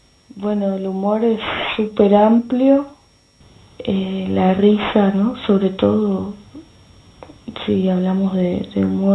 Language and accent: Spanish; Argentina; moved away as an adult; now in Puerto Colombia, Colombia; soy viajera, salí la última vez de Argentina hace 2 años y unos meses. Ahora hace más de un año viajo en bicicleta. Estoy en este momento en Colombia, en un pueblo que se llama Puerto Colombia, que queda cerca de Barranquilla.